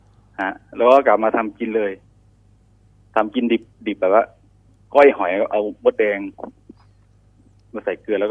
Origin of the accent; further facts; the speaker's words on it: Sakon Nakhon, Thailand; ผมเนี่ยเป็นคนสกลนคร